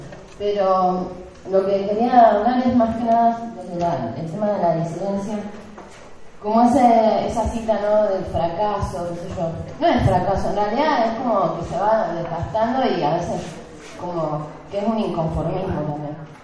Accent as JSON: {"language": "Spanish", "region": "Neuquén", "country": "Argentina", "lives_now": "La Plata, Argentina", "said": "Yo soy de Neuquén, pero vivo en La Plata"}